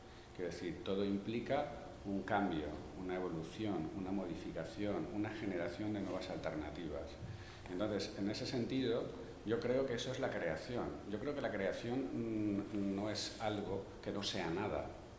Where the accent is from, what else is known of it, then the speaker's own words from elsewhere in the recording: Llíria, Valencian Community, Spain; yo soy de Llíria y entonces no puedo evitarlo